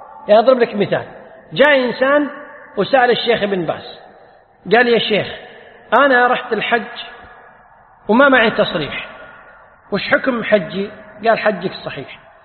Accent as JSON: {"language": "Arabic", "country": "Kuwait", "said": "يسأل العلماء، عندنا في الكويت الحمد لله هي الفتوى موجودة"}